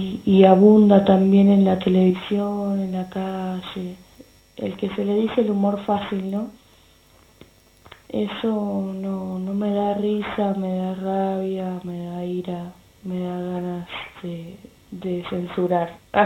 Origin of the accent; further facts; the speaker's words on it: Argentina; moved away as an adult; now in Puerto Colombia, Colombia; soy viajera, salí la última vez de Argentina hace 2 años y unos meses. Ahora hace más de un año viajo en bicicleta. Estoy en este momento en Colombia, en un pueblo que se llama Puerto Colombia, que queda cerca de Barranquilla.